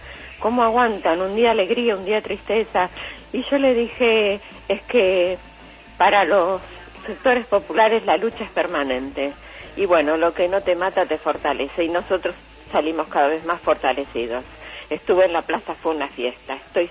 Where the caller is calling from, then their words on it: San Martín, Argentina; de San Martín.